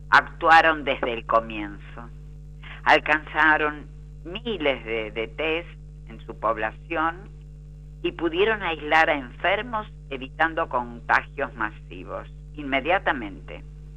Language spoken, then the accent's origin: Spanish; Argentina; posiblemente no la tenemos en Latinoamérica y menos en mi país, Argentina.